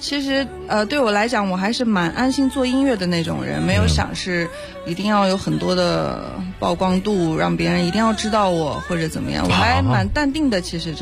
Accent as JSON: {"language": "Chinese", "town": "Urumqi", "region": "Xinjiang", "country": "China", "said": "好的，我是来自新疆乌鲁木齐的一位选手。"}